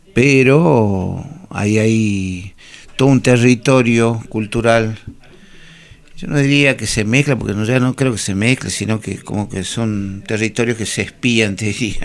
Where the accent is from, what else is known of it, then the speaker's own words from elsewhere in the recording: Jujuy, Argentina; Claro, yo soy de Jujuy, pero mi familia toda viene de Bolivia y de Perú o alguna parte, que nunca sabré bien todo, pero fueron bajando